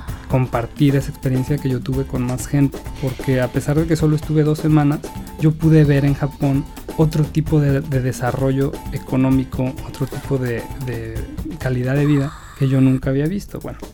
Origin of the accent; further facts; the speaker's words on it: Mexico; now in Japan; Yo creo que somos pocos mexicanos aquí, así que nos tenemos que ayudar mucho